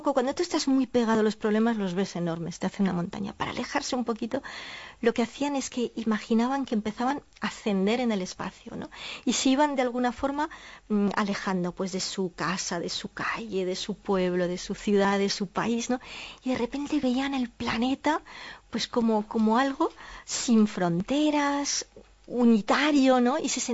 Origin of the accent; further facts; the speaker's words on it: Catalonia, Spain; soy española, soy catalana, cuando voy a Galicia me siento gallega, soy europea